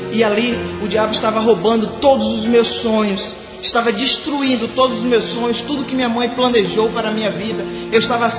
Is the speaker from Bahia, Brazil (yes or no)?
yes; Ituberá, Bahia, Brazil; Eu sou da cidade de Ituberá, interior da Bahia.